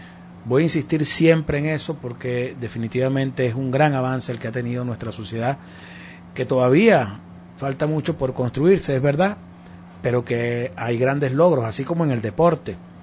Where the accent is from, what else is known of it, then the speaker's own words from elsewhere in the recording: Venezuela; Nos afecta como venezolano el que en nuestro país